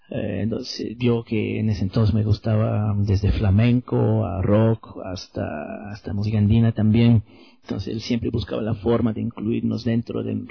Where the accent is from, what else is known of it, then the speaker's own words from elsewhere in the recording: Windsor, Ontario, Canada; Me crié en Windsor, entonces frente a Detroit, entonces me crié tocando